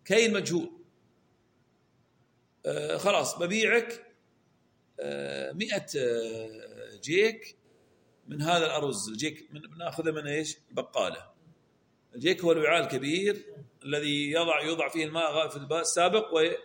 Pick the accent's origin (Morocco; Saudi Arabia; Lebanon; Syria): Saudi Arabia; عندنا في السعودية رولة يلفون عليه القماش